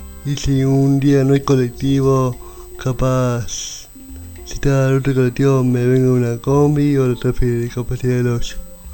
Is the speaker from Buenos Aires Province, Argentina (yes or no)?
no; El Hoyo, Chubut, Argentina; Yo vengo del Hoyo, vivo hace 13 años acá en la comarca.